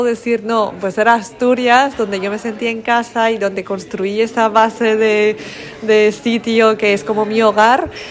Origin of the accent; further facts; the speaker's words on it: Iran; now in Spain; yo soy de Irán y llevo 7 años viviendo en España, pero nunca he sentido tanto en casa como en Asturias.